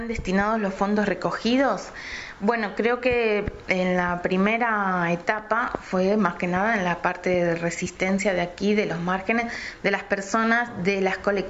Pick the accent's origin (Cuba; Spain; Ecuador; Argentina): Argentina; Esto lo hablo por como argentina